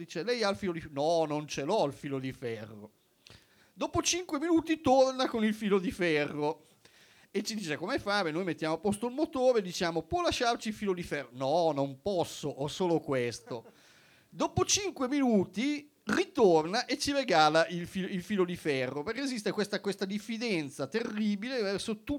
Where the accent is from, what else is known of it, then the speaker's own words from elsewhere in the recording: China; perché sono cinese e a me interessano molto